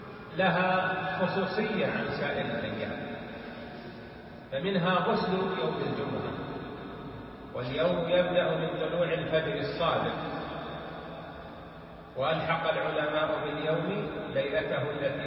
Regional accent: Saudi Arabia; ولهذا في بلادنا المملكة العربية السعودية

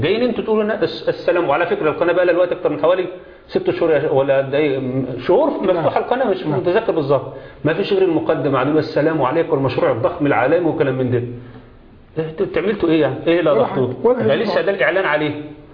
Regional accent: Egypt; ادي احنا مصريين، ما احنا السعوديين

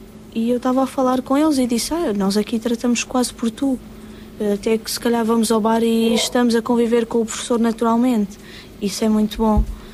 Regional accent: Castanheira de Pera, Centro, Portugal; Eu sou de Castanheira de Pera, que é uma terra freguesia.

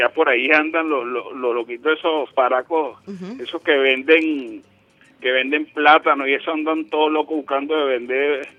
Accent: Caracas, Capital District, Venezuela; Entonces yo me considero catiense, claro, nací en Caracas, en San Juan.

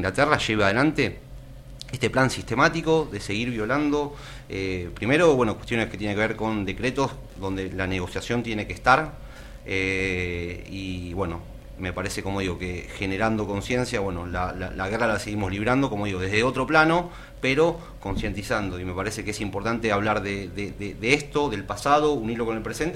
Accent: Argentina; esa prioridad que tenemos como argentinos de recuperar parte de nuestro territorio

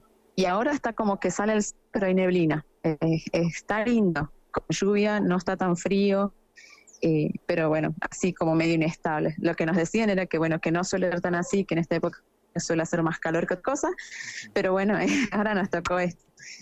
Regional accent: Salta, Argentina; ya que somos varios de Salta

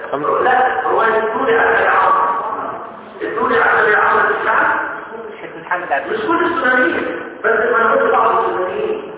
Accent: Egypt; احنا احنا كمصريين

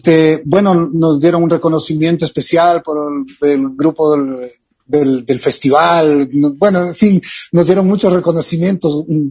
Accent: Ecuador; also born or lived in Chile; Solo falta que nosotros como ecuatorianos nos creamos el cuento.

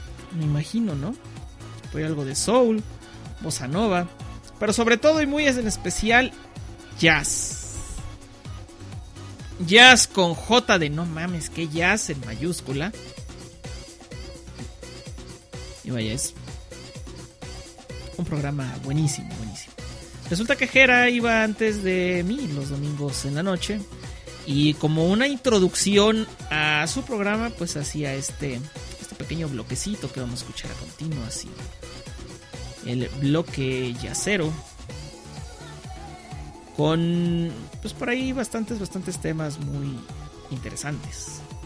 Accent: Aguascalientes, Mexico; Soy de Aguascalientes, México, para quienes no lo sepan

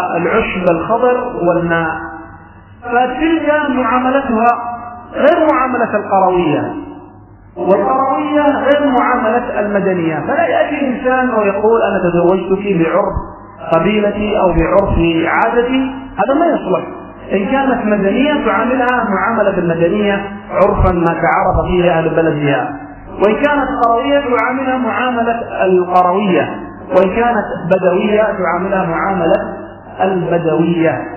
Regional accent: Yemen; فمعروف عندنا في اليمن أن المهر مقدم، يدفع المهر وتدفع المرأة إلى زوجها

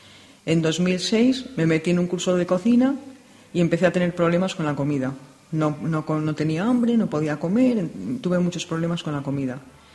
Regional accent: Madrid, Community of Madrid, Spain; born or raised there

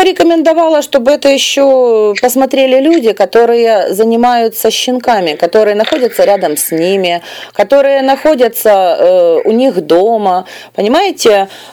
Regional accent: Ukraine; я ей написала, что здравствуйте, я из Украины.

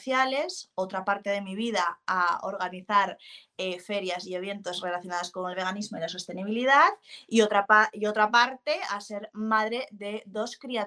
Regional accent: Asturias, Spain; yo soy hija de ganaderos, soy asturiana y soy hija de ganaderos

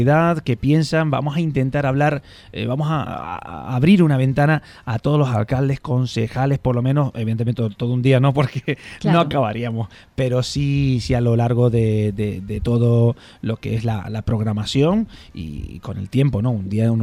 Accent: Santa Cruz de Tenerife, Canary Islands, Spain; now in Talavera de la Reina, Spain; están oyendo por el acento, se habrán dado cuenta que de Burgos no soy. Más bien muy al sur, muy lo más al sur que se puede ir en Europa, pues de ahí soy de las Islas Canarias.

